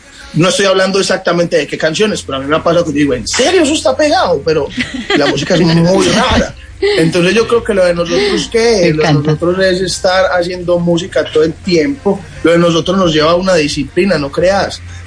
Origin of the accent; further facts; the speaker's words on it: Medellín, Antioquia, Colombia; nosotros somos de Medellín